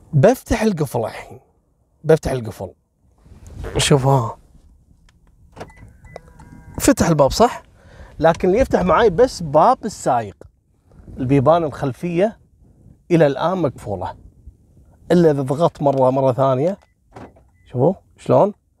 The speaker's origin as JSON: {"language": "Arabic", "country": "Kuwait", "said": "قبل اسبوعين في جمعيه عندنا في الكويت اسمها جمعيه مشرف"}